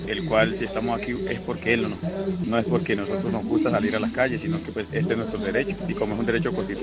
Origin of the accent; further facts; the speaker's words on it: Nariño, Colombia; vengo de la costa del Pacífico, soy de representante legal de las Hermanos Amigas de Patía Grande, pertenezco al municipio de Maguipayán, en Nariño.